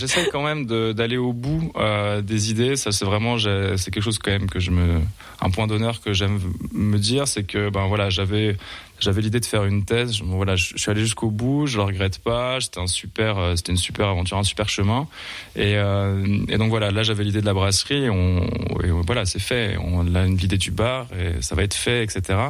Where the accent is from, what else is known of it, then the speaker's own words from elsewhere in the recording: Épinal, Grand Est, France; moi je suis voilà originaire quand même d'Épinal, donc il y avait pas de brasserie à Épinal